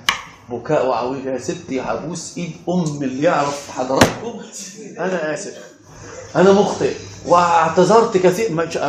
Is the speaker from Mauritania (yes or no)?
no; Upper Egypt, Egypt; وانا صعيدي صعيدي